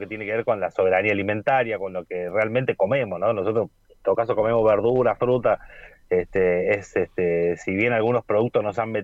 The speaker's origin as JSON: {"language": "Spanish", "town": "El Trébol", "region": "Santa Fe", "country": "Argentina", "said": "nosotros somos del Trébol, Santa Fe, es una localidad, una ciudad pequeña"}